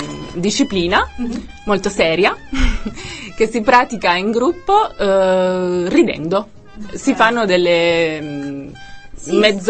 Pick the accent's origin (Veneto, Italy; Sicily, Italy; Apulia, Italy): Apulia, Italy; Sono pugliese, come si sente benissimo dal mio accento.